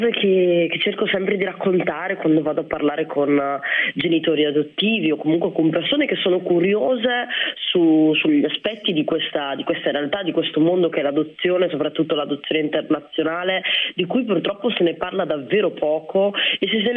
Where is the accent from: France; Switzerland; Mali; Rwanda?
Rwanda; Ruanda. Io appunto, come dicevate, sono nata nel 1991 e già nel 1993 sono iniziati i primi scontri, no, nel mio paese.